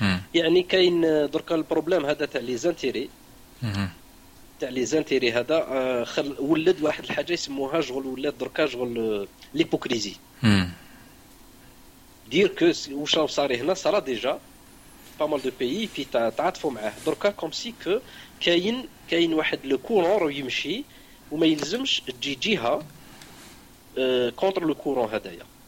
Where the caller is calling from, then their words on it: Lausanne, Vaud, Switzerland; Voilà, je suis de Lausanne.